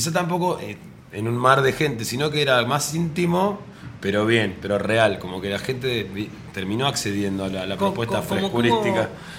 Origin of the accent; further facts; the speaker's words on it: Santa Rosa, La Pampa, Argentina; Yo, por ejemplo, soy de Santa Rosa, de La Pampa